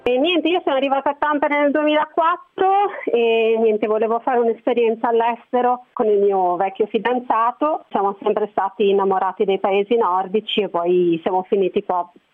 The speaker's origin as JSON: {"language": "Italian", "town": "Genoa", "region": "Liguria", "country": "Italy", "said": "Io sono di Genova, quindi è una città abbastanza grande, insomma anche relativamente caotica."}